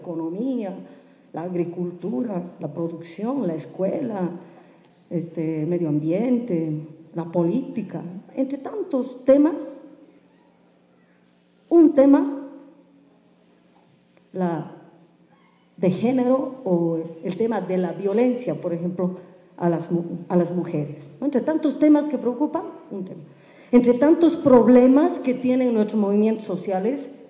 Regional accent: La Paz, Bolivia; vengo de Choqueago Marca, La Paz

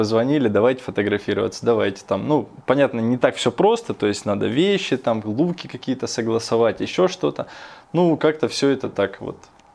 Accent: Rostov-on-Don, Rostov Oblast, Russia; Как бы командировки пока были в основном у меня на юг, я же из Ростова.

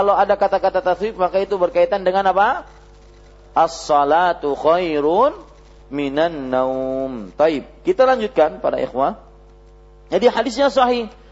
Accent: South Kalimantan, Indonesia; biar tahu bahwasanya saya dari Banjar

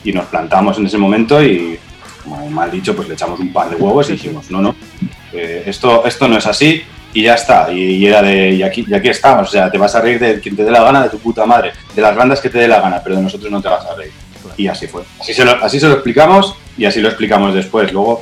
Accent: Albacete, Castilla-La Mancha, Spain; somos cuatro tíos de Albacete que somos de puta madre

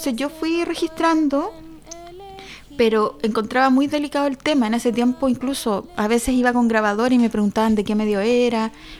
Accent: Santiago, Santiago Metropolitan Region, Chile; now in Valparaíso, Chile; y ahora me vine a vivir a Valparaíso. Porque yo nací y criada en Santiago.

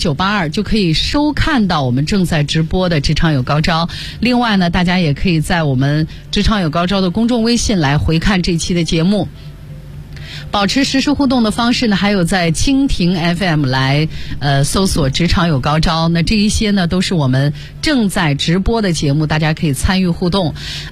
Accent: China; 因为按照我们中国人传统的习俗嘛

